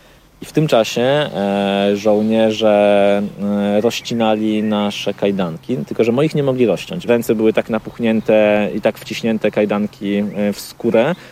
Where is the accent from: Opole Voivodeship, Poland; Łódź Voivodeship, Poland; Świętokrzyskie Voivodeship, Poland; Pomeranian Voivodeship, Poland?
Pomeranian Voivodeship, Poland; Gdańsk; No, jestem z Gdańska.